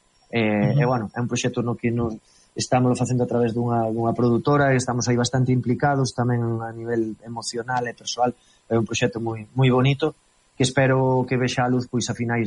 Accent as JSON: {"language": "Galician", "town": "Arteixo", "region": "Galicia", "country": "Spain", "said": "eu sempre digo que son de Arteixo a un lado"}